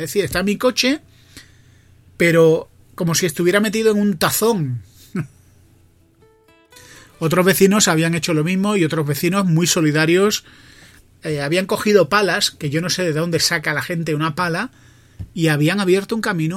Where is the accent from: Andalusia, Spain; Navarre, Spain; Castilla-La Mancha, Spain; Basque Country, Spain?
Andalusia, Spain; now in Madrid, Spain; yo soy de Madrid. Bueno, yo soy andaluz, pero vivo en Madrid y ya me considero de Madrid.